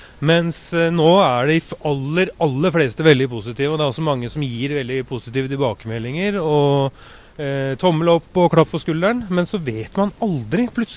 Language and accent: Norwegian; Oslo, Norway; Jeg husker når jeg vokste opp på Østkanten